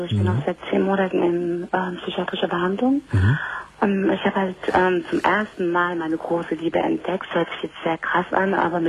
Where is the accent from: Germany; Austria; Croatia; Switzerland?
Croatia; Ich war halt ein Kroate